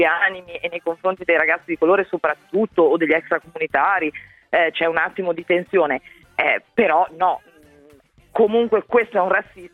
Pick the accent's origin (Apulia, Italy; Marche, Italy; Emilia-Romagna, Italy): Emilia-Romagna, Italy; non in quanto romagnoli, ma in quanto cittadini